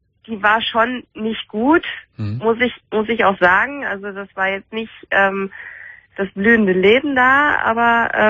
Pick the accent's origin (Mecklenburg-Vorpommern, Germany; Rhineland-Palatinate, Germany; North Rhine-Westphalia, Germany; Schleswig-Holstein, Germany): North Rhine-Westphalia, Germany; Münster; Also ich komme aus Münster, ich wohne in Münster und ich hatte hier einen Job.